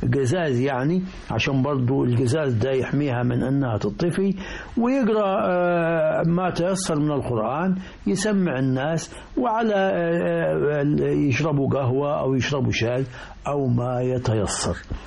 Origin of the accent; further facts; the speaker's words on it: Al-Rahmaniyya Qibli, Qena Governorate, Egypt; أنا أذكر في قريتي الرحمانية قبلي في مركز نجي حمادي محافظة قنا